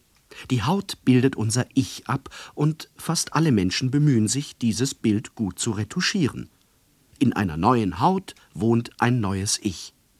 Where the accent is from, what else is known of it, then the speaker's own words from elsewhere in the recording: Solingen, North Rhine-Westphalia, Germany; Ich komme ursprünglich aus Solingen, da war keiner, da bin ich dann nach Wuppertal gegangen.